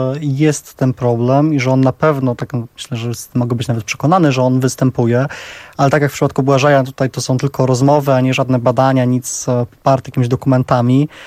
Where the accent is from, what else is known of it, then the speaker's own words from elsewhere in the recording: Warsaw, Masovian Voivodeship, Poland; ja tutaj jestem z Warszawy